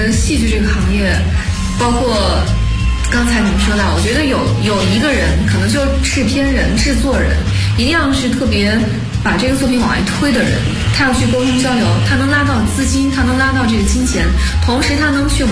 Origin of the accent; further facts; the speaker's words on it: China; 因为作为中国人嘛